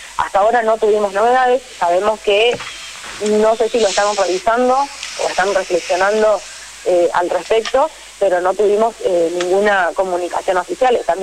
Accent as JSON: {"language": "Spanish", "town": "Castelli", "country": "Argentina", "said": "doy testimonio personal porque yo soy de Castelli"}